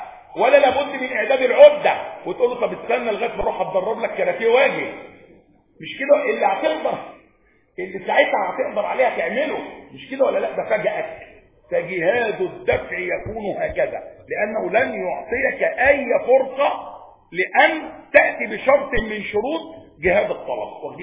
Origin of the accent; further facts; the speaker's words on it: Egypt; احنا عندنا في مصر هنا يهود بيدخلوا بموجب المعاهده،